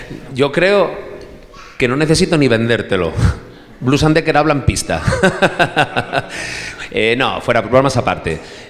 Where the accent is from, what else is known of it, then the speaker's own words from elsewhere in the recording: Navia, Asturias, Spain; Cuando yo fui a estudiar a Gijón, yo soy de aquí de Navia, pero fui a estudiar a Gijón